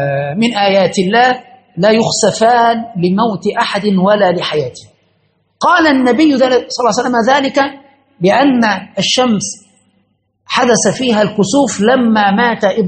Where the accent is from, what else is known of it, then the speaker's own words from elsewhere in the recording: Egypt; وحدث في عندنا في مصر في بداية التسعينات